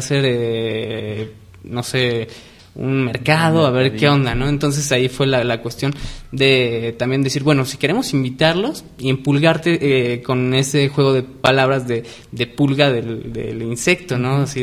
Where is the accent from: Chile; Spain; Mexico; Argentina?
Mexico; como nos caracteriza como mexicanos